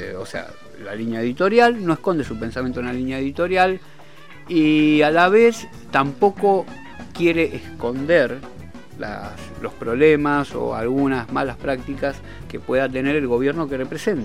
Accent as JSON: {"language": "Spanish", "town": "Merlo", "region": "Buenos Aires Province", "country": "Argentina", "said": "yo que soy de Merlo, ¿no?"}